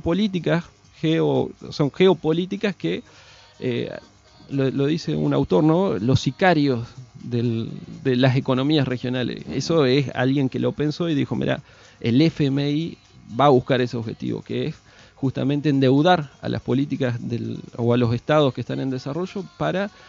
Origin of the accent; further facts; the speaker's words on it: Argentina; esta familia que somos los argentinos